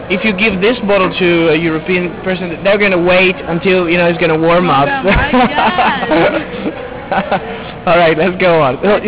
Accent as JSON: {"language": "English", "town": "Venice", "region": "Veneto", "country": "Italy", "second_language": "English", "said": "I come from Venice originally in Italy, Venezia."}